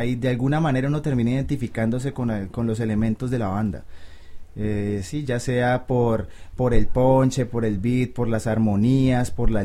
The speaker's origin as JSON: {"language": "Spanish", "town": "Cali", "region": "Valle del Cauca", "country": "Colombia", "said": "es uno como caleño, pues la escuela comienza como con la salsa que uno escucha en las casas, con los boleros, con la música antillana"}